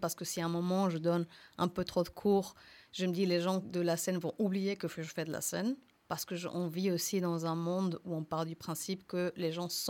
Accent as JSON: {"language": "French", "country": "Mexico", "second_language": "French", "lives_now": "France", "said": "Par exemple, moi, je viens du Mexique, qui est officiellement l'Amérique du Nord."}